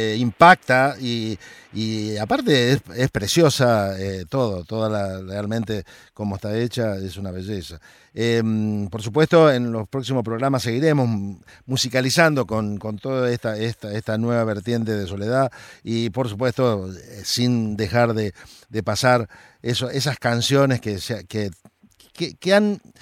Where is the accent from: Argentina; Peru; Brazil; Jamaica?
Argentina; Santa Fe; yo soy de Santa Fe y él es de Sauce Viejo.